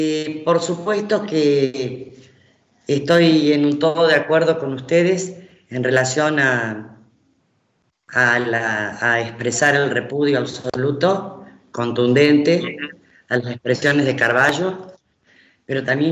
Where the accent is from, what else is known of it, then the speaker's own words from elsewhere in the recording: Argentina; Nosotros somos una sociedad, argentina me refiero, donde los excesos están en la orden del día.